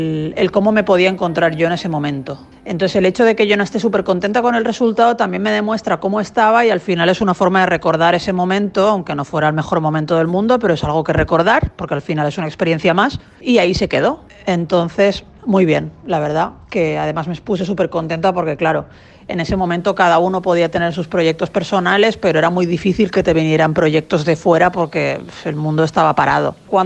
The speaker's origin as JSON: {"language": "Spanish", "town": "Barcelona", "region": "Catalonia", "country": "Spain", "said": "de Barcelona, España, y estoy súper contenta de haber participado"}